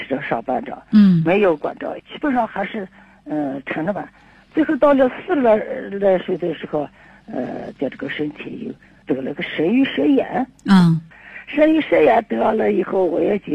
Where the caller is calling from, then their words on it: Xining, Qinghai, China; 今年78岁了。